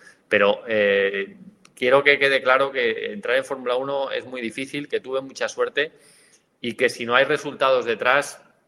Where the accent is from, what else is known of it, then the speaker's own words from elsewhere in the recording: Spain; siendo español, en la época en la que yo entré, era casi una heroicidad, ¿no?